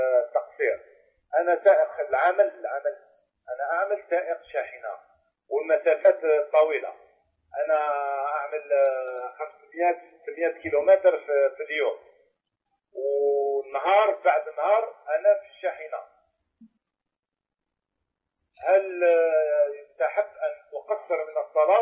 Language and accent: Arabic; Cairo, Cairo Governorate, Egypt; لا، من القاهرة.